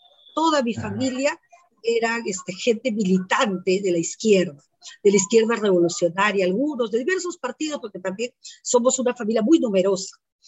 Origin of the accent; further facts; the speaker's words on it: Lima, Peru; born there; Entonces ahora me veo obligada a poner que nací en Lima, pues, ¿no? Porque antes yo ponía Canta en 1959, ahora pongo Lima en 1959